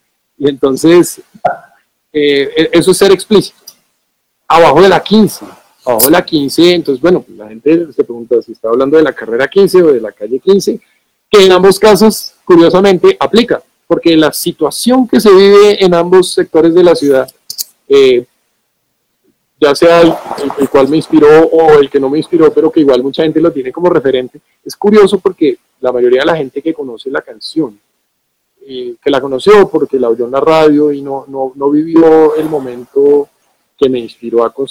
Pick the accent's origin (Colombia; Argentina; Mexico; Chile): Colombia; Bogotá; Y pues trayéndolo a mi Bogotá, a mi entorno, que es de donde yo soy.